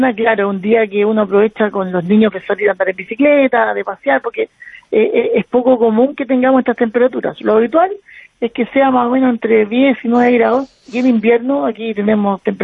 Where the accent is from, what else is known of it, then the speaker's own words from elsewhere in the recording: Santiago, Santiago Metropolitan Region, Chile; now in Punta Arenas, Chile; yo soy de Santiago de Chile, la capital, pero yo, mi mujer es de acá, de Punta Arenas, y nosotros pensamos radicarnos acá a futuro.